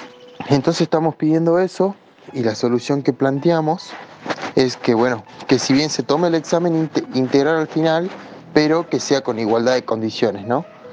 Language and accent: Spanish; El Carmen, Jujuy, Argentina; soy de Jujuy, de una localidad del interior que se llama El Carmen.